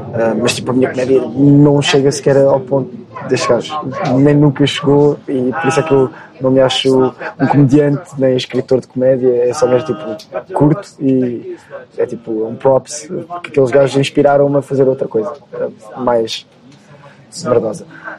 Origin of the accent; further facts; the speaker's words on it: Portugal; also born or lived in South Africa; eu cresci, estive a morar na África do Sul, quando era mais novo. O meu irmão mais novo nasceu lá. E depois, quando nós voltamos para Portugal, no quinto ano